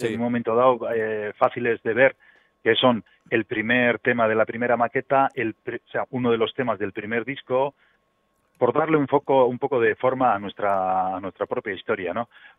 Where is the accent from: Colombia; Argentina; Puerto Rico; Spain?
Spain; Basque Country; first language Basque; Spanish is a second language; al principio cantábamos todo en euskera porque es mi idioma materno